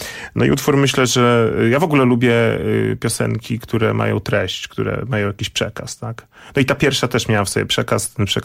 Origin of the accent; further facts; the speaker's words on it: Zamość, Lublin Voivodeship, Poland; Pochodzę z Zamościa, więc no tam na miejscu niestety nie docierały do nas te kapele.